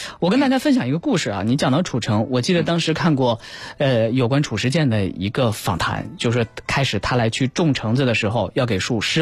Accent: Lanzhou, Gansu, China; 在咱们的故乡有很多好吃的水果，兰州有很多好吃的水果。

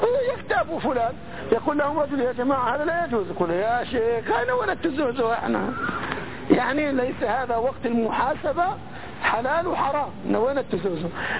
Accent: Palestine; في مثل عندنا في بلادنا، احنا قرويين فلسطينيين قرويين

